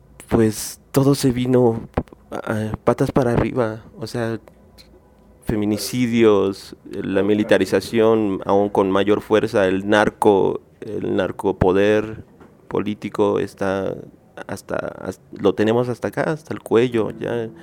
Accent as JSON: {"language": "Spanish", "region": "State of Mexico", "country": "Mexico", "tie": "born or raised there", "said": "yo soy de Nesa, ¿no? O sea, yo ahí nací, ahí crecí, ahí me hice, ahí aprendí a tocar la guitarra"}